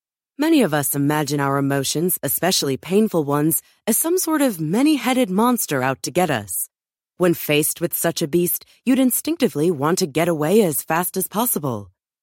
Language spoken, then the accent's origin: English; Johannesburg, Gauteng, South Africa; now in New York, United States; I grew up in Johannesburg, but I currently live in New York.